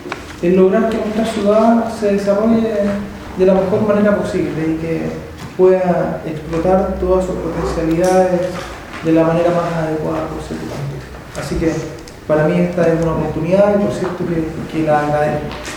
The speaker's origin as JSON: {"language": "Spanish", "town": "Santiago", "region": "Santiago Metropolitan Region", "country": "Chile", "tie": "born there", "lives_now": "Valparaíso, Chile", "said": "Yo soy un porteño por adopción, no soy un porteño de nacimiento. Yo nací en Santiago y por decisión me quedé a estudiar aquí en Valparaíso. Mi familia vive en Viña del Mar"}